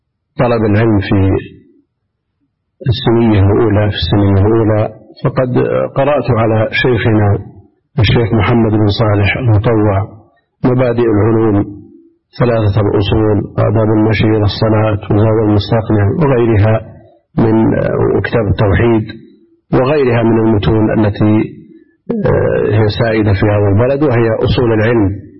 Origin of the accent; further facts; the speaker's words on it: Buraydah, Al-Qassim, Saudi Arabia; born there; من مواليد بريدة سنة 74 و300 ألف.